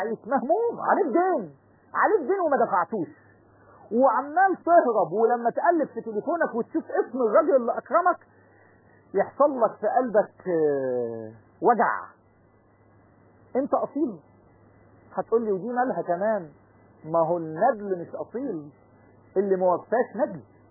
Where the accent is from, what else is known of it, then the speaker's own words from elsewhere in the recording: Egypt; عندنا في مصر الكلمه دي مشهوره